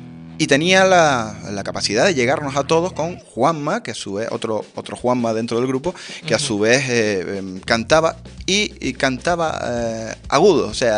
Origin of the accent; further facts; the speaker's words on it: Gáldar, Canary Islands, Spain; also born or lived in Las Palmas; Sí, bueno, nací en Las Palmas, pero efectivamente ya llevo prácticamente toda mi vida en Galdar, sí.